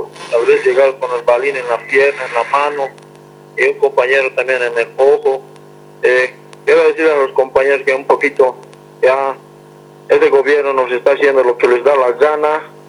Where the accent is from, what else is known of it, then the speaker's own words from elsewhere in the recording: La Paz, Bolivia; Nosotros también somos bolivianos